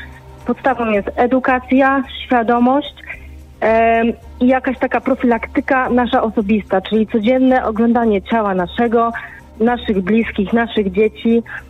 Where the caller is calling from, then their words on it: Warsaw, Masovian Voivodeship, Poland; Ja jestem z Warszawy.